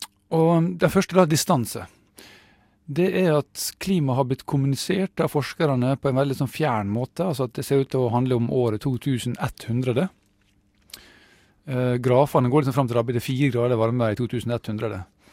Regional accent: Møre og Romsdal, Norway; Jeg er sunnmøring, vet du, og glad i penger

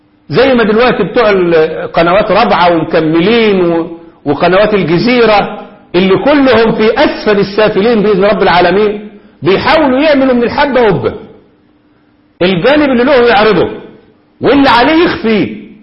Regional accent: Egypt; زي ما هم الخونة عندنا في مصر

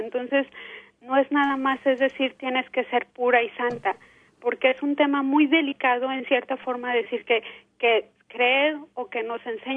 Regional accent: Mexico; A mí me enseñaron como mujer latina, mujer mexicana, y creer en la Virgen

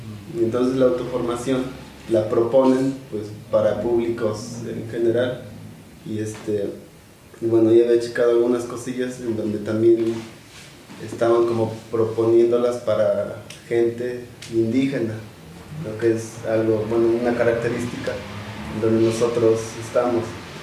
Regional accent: San Pablo del Monte, Tlaxcala, Mexico; yo soy de San Pablo del Monte y ahí no hay casa de cultura.

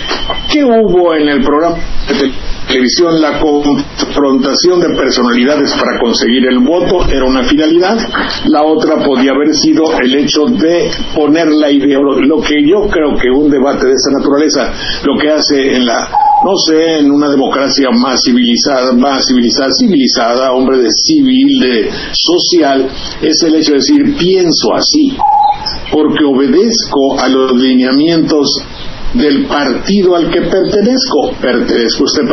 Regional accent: Banderilla, Veracruz, Mexico; born there; donde nací, en Banterilla, Jilotepec, Colocotita, cerca de Jalapa, en la provincia.

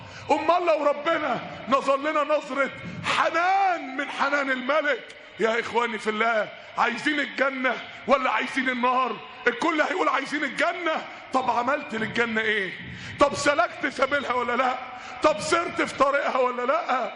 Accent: Mansoura, Dakahlia, Egypt; كان عندنا في المنصورة شاب من الشباب

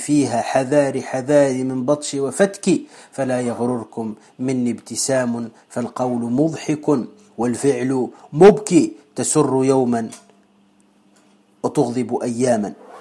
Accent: Tunisia; وكما نقول عندنا في تونس في مثل معروف

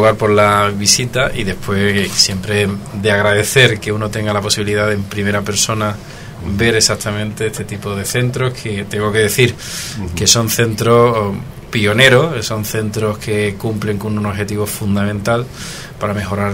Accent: Andalusia, Spain; Yo que soy andaluz, y los andaluces somos muy optimistas

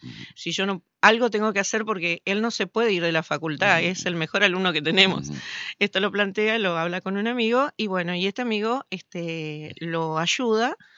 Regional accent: Victoria, Entre Ríos, Argentina; now in Paraná, Argentina; Yo vivo en Paraná. Soy de Victoria, pero vivo hace muchos años en Paraná.

